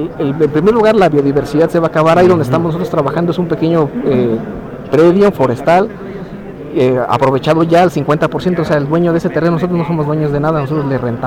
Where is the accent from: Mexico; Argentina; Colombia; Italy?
Mexico; Uruapan, Michoacán; allá en Uruapan. Yo soy de Uruapan.